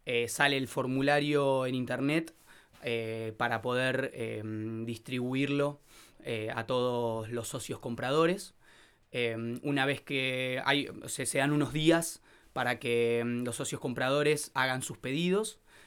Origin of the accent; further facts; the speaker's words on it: Buenos Aires, Argentina; now in Bariloche, Argentina; Yo soy de Buenos Aires, capital, y tenía muchas ganas de irme a otro lugar a vivir y ganar en calidad de vida. Y surgió esta oportunidad para venirme y continuar con el negocio de mi amigo.